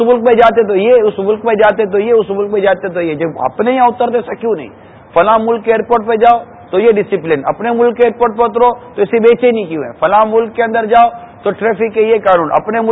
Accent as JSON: {"language": "Urdu", "town": "Karachi", "region": "Sindh", "country": "Pakistan", "tie": "born there", "said": "میری بھی باب المدینہ کی پیدائش ہے"}